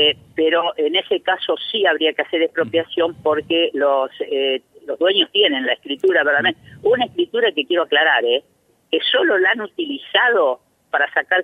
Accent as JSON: {"language": "Spanish", "town": "Chañar Ladeado", "region": "Santa Fe", "country": "Argentina", "tie": "born or raised there", "said": "si yo hiciera esta nota en mi pueblo, en Chañar Ladeado, ni lo entenderían"}